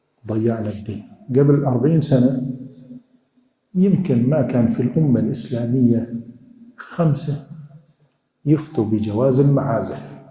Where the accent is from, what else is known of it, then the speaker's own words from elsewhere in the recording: Syria; عندنا في الشام في سوريا